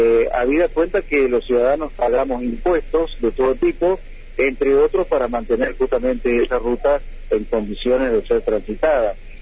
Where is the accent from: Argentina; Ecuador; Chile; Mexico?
Argentina; Paraná, Entre Ríos; Y digo Santa Fe, si bien yo soy de Paraná